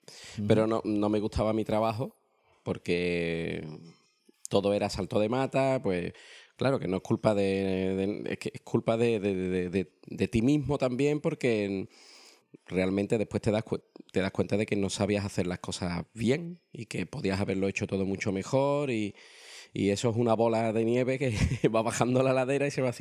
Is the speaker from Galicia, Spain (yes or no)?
no; Seville, Andalusia, Spain; moved away as an adult; Pues yo emigré con, te lo digo, 38 años.